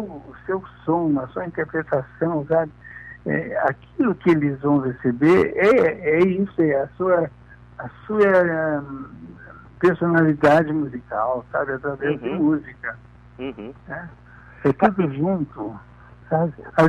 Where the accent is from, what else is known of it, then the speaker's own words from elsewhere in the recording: Quaraí, Rio Grande do Sul, Brazil; born there; em Quaraí, onde eu nasci, era a única janela que eu tinha para o mundo